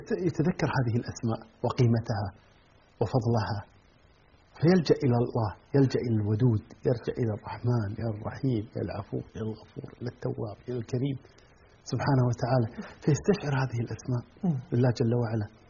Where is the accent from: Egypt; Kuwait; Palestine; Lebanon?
Kuwait; يعني الآن مثلا عندنا في الكويت كمثال،